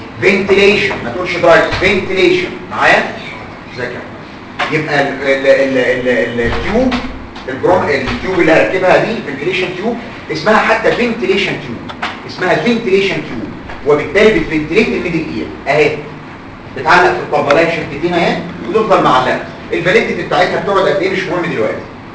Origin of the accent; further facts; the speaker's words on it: Egypt; الغلطه عندنا في مصر بعض الدكاتره